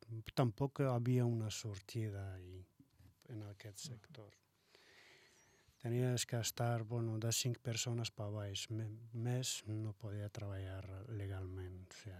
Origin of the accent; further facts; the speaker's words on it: Fes, Fès-Meknès, Morocco; now in Spain; soc de Fes, es diuen que és una capital cultural del Marroc, he nascut ahir, i he estudiat ahir fins a... Bueno, que he sortit del Marroc, he sortit directament de Fes fins a Catalunya.